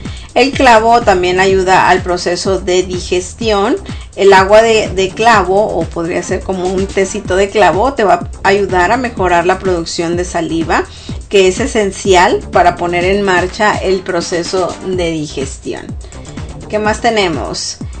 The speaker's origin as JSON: {"language": "Spanish", "country": "Mexico", "said": "para la gente que somos de México, cuando comemos el arroz con leche"}